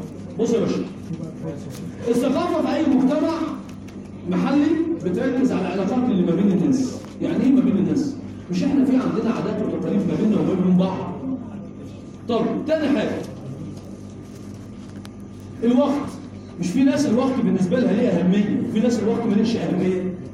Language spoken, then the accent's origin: Arabic; Egypt; احنا كمصريين دايما نهتم بالماضي.